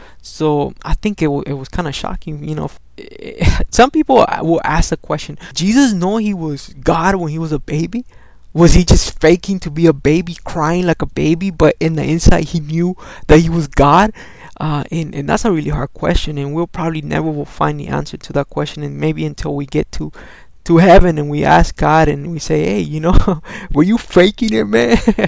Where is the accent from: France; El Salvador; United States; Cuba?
El Salvador; first language Spanish; English is a second language; moved away; English, even though Spanish is my first language, I understand English a little bit more. I don't know how to explain it to you, because I've been here for more time than I was in El Salvador.